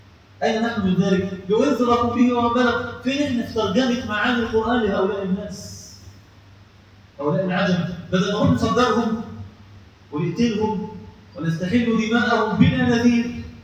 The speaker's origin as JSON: {"language": "Arabic", "country": "Egypt", "said": "إخواننا إحنا مصريين"}